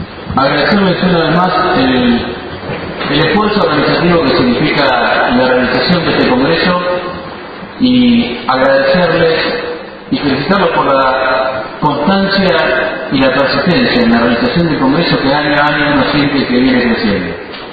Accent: Argentina; los argentinos hasta cantamos el himno con mucho más orgullo y mucha más pasión por la patria y por lo que sentimos como argentinos.

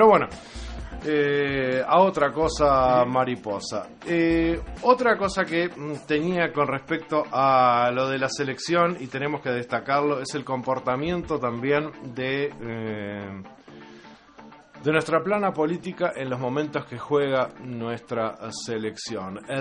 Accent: Uruguay; ¿Cómo podemos hacer nosotros como uruguayos para hacer reconsiderar a esta minera?

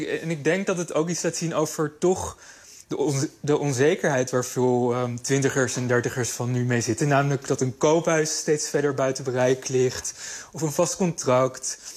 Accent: Amsterdam, North Holland, Netherlands; ik ben nu 34 jaar en ik ben opgegroeid in Amsterdam.

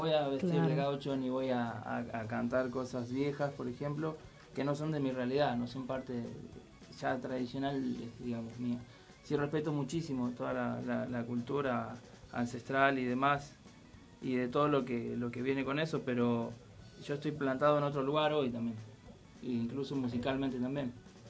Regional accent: Monte Grande, Uruguay; yo soy de Monte Grande, acá en zona sur.

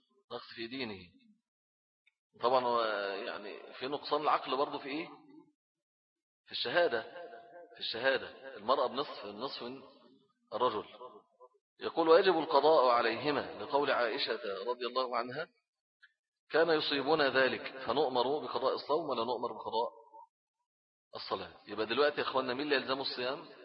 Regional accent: Egypt; وفي الغالب عندنا في مصر دايما اتفق علم الايه الفلك مع الرؤية البصرية دايما

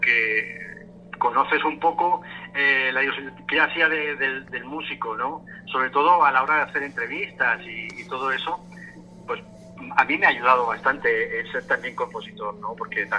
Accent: Region of Murcia, Spain; yo veía que en la región de Murcia, de donde yo soy, no había ningún programa dedicado a eso.

